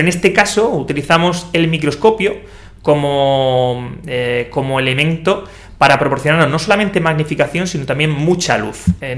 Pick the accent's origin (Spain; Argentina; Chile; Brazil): Spain; Cartagena, Region of Murcia; now in Murcia, Spain; yo soy de Cartagena